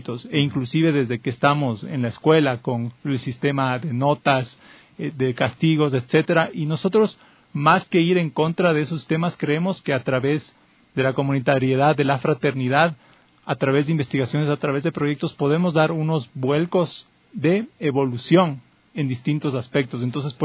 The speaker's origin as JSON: {"language": "Spanish", "country": "Ecuador", "said": "las relaciones interculturales que creemos como ecuatorianos podemos darles de ejemplos al mundo"}